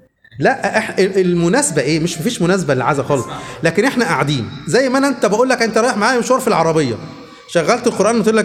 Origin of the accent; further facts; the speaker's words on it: Luxor, Luxor Governorate, Egypt; انا دلوقتي من الاقصر